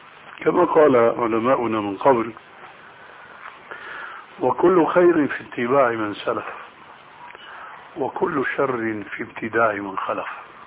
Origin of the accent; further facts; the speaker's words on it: Syria; صار بقى لسان حاله كما يقولون عندنا في سوريا: يا أرض اشتدي ما حدا عليك يأدي